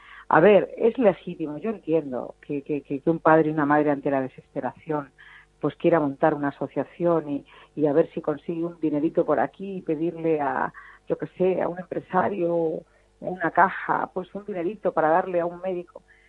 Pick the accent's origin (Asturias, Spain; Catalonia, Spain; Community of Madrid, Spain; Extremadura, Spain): Extremadura, Spain; de abrir proyectos en mi tierra, en Extremadura, y alguno en Andalucía.